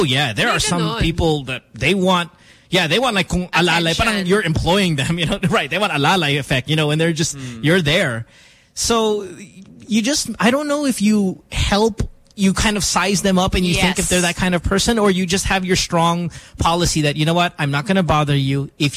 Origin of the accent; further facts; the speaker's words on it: Philippines; We're Filipino, no?